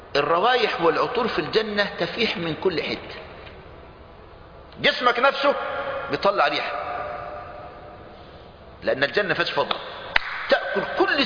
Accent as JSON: {"language": "Arabic", "country": "Egypt", "said": "المانجا عندنا في مصر"}